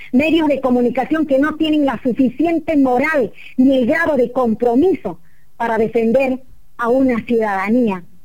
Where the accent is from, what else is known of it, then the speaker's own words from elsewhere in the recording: Bolivia; aquí en mi país, Bolivia